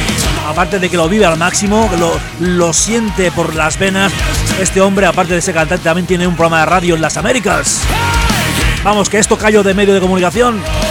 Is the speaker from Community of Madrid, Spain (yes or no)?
no; Barcelona, Catalonia, Spain; soy de Barcelona.